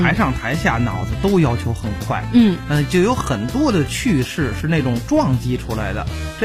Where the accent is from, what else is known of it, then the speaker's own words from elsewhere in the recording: Beijing, China; accent: Beijing; 就咱们北京话这汤姆跟那个英文那个汤姆是很一样的。